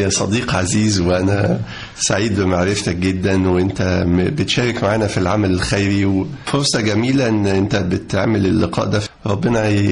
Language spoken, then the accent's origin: Arabic; Upper Egypt, Egypt; كلنا تربينا في الصعيد، فإحنا طالعين صعيدة أبا عن جد. جدي كان نقيب محامين المنيا، اللي هو جدي والد أبويا، ووالد والدتي كان من أعيان المنيا.